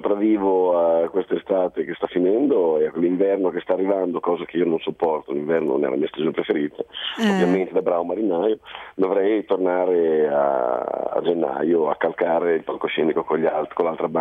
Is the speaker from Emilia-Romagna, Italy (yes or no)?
yes; Emilia-Romagna, Italy; io lo dico da romagnolo